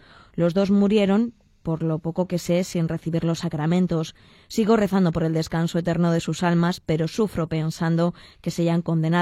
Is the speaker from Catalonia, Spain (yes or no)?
no; Elche, Valencian Community, Spain; soy un chico de Elche.